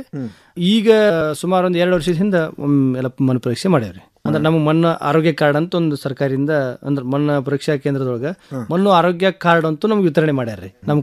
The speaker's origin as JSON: {"language": "Kannada", "town": "Kurubagatti", "region": "Karnataka", "country": "India", "said": "ನಮ್ಮದು ಊರು ಕುರುಬಗಟ್ಟಿ ಗ್ರಾಮ ರೀ, ಧಾರವಾಡ ತಾಲೂಕಿನೊಳಗೆ ಕುರುಬಗಟ್ಟಿ ಗ್ರಾಮ."}